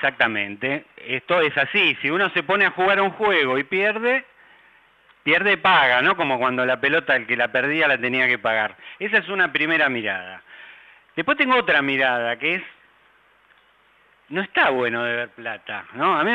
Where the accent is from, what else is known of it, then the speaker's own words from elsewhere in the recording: Argentina; Ahora, como argentinos tenemos que hacernos cargo